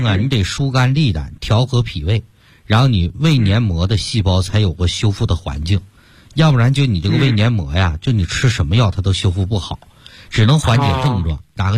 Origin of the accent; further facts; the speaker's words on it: Yanbian, Jilin, China; 像我们延边人比较爱吃牛肉了